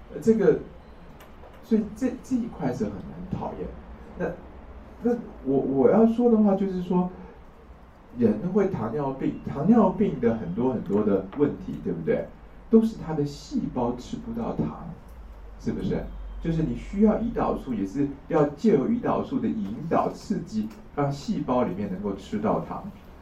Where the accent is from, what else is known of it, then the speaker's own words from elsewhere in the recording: Taiwan; 那现在我们台湾人啊，肾坏掉是钾离子造成的